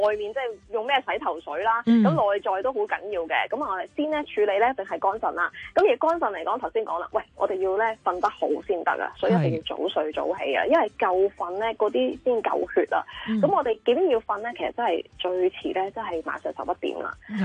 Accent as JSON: {"language": "Cantonese", "country": "China", "said": "点解头发系黑色呢，即係起码我哋中国人啦。"}